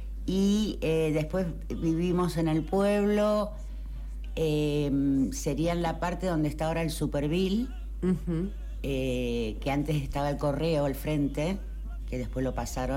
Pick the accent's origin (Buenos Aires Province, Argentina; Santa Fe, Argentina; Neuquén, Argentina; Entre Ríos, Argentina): Buenos Aires Province, Argentina; Mar del Plata; born there; Yo en realidad, bueno, no nací acá, nací en Mar del Plata. Mi familia se vino por el tema del casino hace 60 años. Pero bueno, hice toda la escuela, el jardín de infantes a la secundaria, lo transité acá.